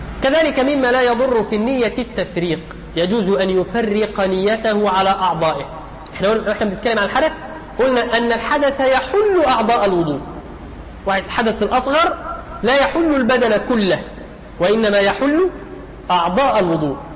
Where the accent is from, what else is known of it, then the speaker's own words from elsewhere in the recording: Egypt; يعني نحن كمصريين